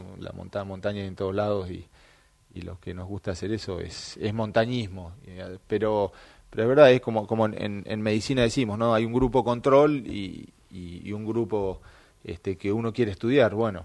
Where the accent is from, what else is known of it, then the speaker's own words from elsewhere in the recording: Bariloche, Río Negro, Argentina; also born or lived in Buenos Aires; yo nací en Buenos Aires, mis papás se fueron cuando yo tenía 4 años para la Patagonia, terminamos en Bariloche, pero somos 7 hermanos